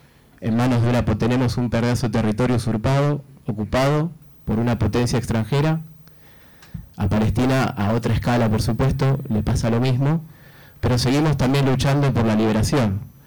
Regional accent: Argentina; como argentinos, como sudamericanos, siempre tratamos de hacer geopolítica situada

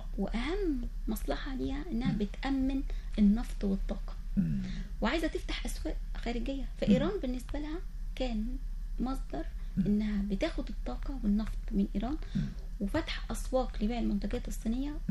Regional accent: Egypt; إحنا كمصر كدول عربية كمصر لازم يكون عندنا رؤية

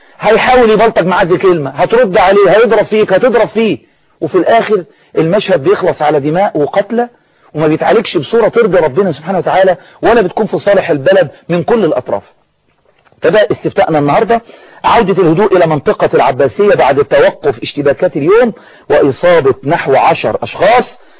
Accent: Egypt; يعني ما فيش ثقافة اعتصام سلمي عندنا في مصر،

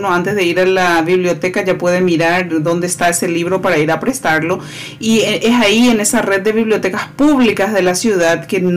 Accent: Paraguay; pero somos unos paraguayos con muchas ganas de mostrar quiénes somos al resto del mundo.

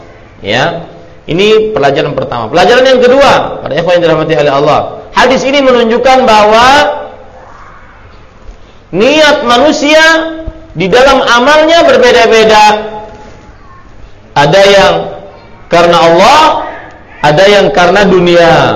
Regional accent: Banjarmasin, South Kalimantan, Indonesia; saya senantiasa berusaha memakai … menunjukkan saya dari Banjarmasin.

